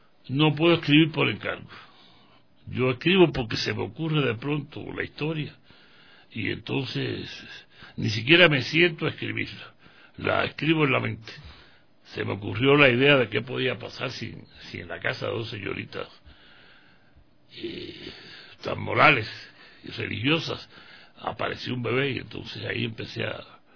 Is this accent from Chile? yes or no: no; Cuba; now in Ecuador; no soy ecuatoriano. Soy